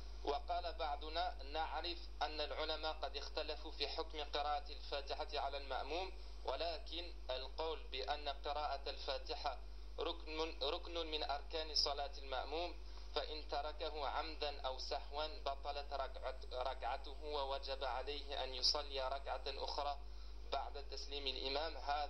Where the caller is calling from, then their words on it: France; أنا أخ من فرنسا، هل الوقت مناسب لسؤال؟